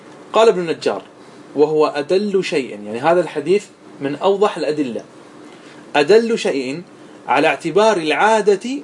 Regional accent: Qatar; وعندنا في قطر نسلم فقط من جهة واحدة

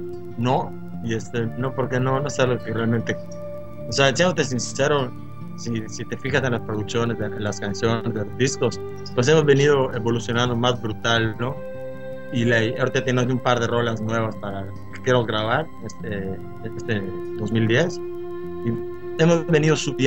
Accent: Cozumel, Quintana Roo, Mexico; Y como te lo digo, soy de Cozumel.

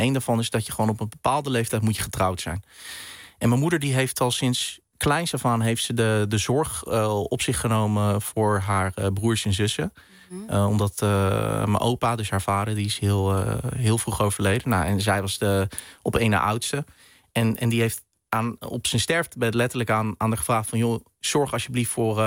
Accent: Netherlands; born there; Ik ben in Nederland geboren, ja.

